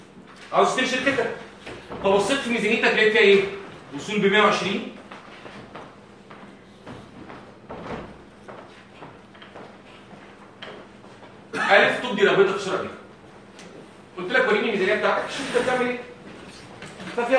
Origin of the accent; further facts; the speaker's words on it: Egypt; عندنا في مصر صعب